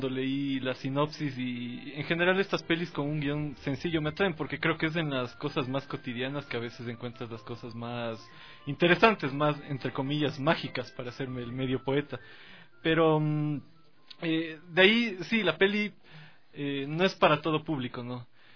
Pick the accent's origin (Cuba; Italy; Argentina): Italy; el bar del pueblito donde yo crecí en Italia.